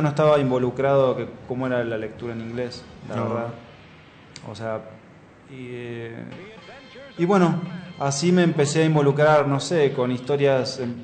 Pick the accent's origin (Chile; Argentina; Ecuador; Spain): Argentina; Bahía Blanca, Buenos Aires Province; Yo soy de Bahía Blanca